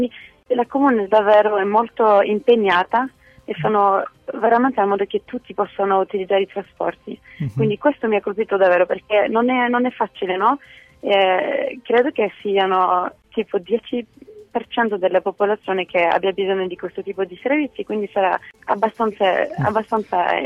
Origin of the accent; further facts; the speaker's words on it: France; Italian is a second language; Cioè, per me come francese il primo punto sarebbe quello dei trasporti